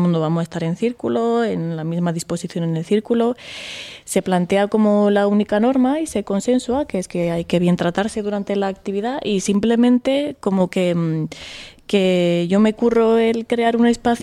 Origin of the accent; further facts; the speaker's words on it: Aragon, Spain; born there; mañica de nacimiento, andaluza de corazón. Yo siempre digo que soy de Cádiz, sobre todo cuando trabajo fuera de Andalucía, ¿no? Yo me presento como gaditana